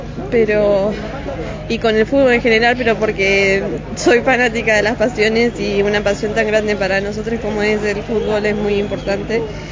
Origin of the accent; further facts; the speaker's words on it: Puerto Madryn, Chubut, Argentina; No, soy de Puerto Madryn